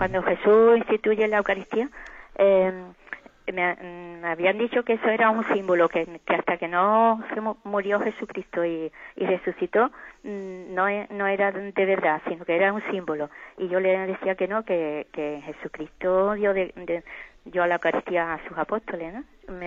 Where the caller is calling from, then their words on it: Jerez, Andalusia, Spain; Soy de Jerez.